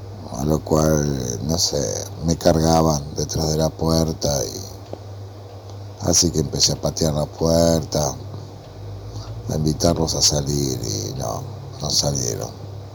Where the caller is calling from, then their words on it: Lanús, Buenos Aires Province, Argentina; de Lanús y bueno, recuerdo que un tiempo viví en un lugar tipo, podríamos decir, conventillo